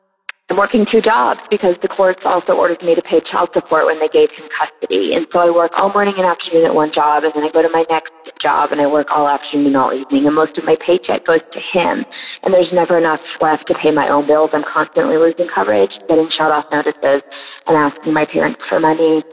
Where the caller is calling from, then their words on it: Midwest, United States; I'm calling from the Midwest.